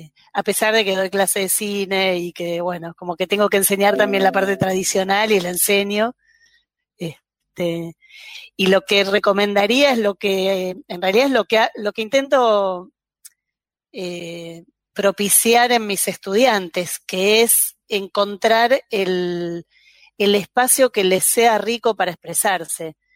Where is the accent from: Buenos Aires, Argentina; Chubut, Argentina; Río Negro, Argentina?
Buenos Aires, Argentina; yo soy de Buenos Aires, ahí el campo del cine era mucho más extenso